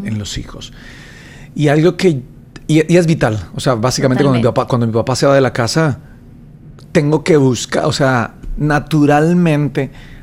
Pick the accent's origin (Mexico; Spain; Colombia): Colombia; Bogotá; born there; 38 años, nací en Bogotá, Colombia, el 10 de septiembre.